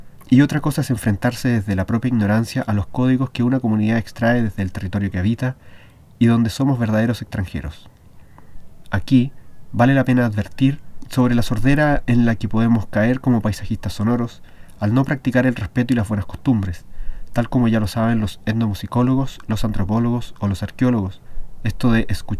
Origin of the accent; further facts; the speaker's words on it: Chile; siendo yo chileno, quizás ni puedo dar con una definición contundente de lo que es esto de la cultura chilena